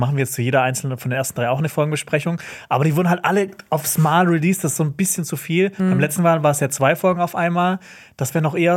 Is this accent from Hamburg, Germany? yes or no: no; Baden-Württemberg, Germany; Ich komme aus dem Schwarzwald.